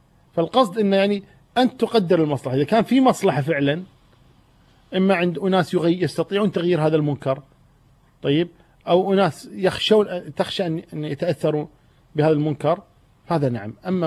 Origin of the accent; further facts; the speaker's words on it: Kuwait; إحنا نسمي عندنا بالكويت نقول ما يثمن كلامه